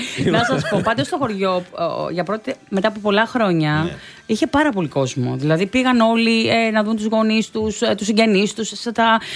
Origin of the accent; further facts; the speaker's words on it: Velanidi, Western Greece, Greece; Επειδή έφυγε ο κόσμος να πάει στο χωριό μου, το οποίο είναι ένα μικρό χωριό, ήταν γεμάτο.